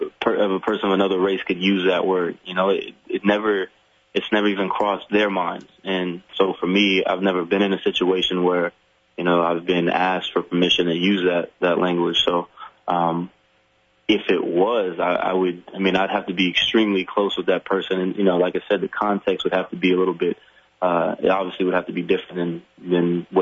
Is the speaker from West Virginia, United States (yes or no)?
no; Florida, United States; I grew up in Florida, near Alabama. The part of Florida where I live, they called it Southern Alabama.